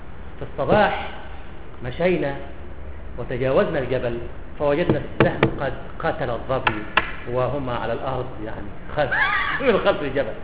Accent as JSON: {"language": "Arabic", "town": "Cairo", "region": "Cairo Governorate", "country": "Egypt", "said": "لا القاهرة، أنا من أهل القاهرة وأتعصب لها، أتعصب للقاهرة."}